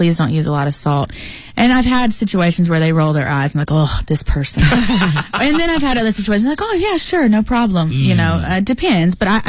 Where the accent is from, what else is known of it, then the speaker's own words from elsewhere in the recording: United States; I'm very American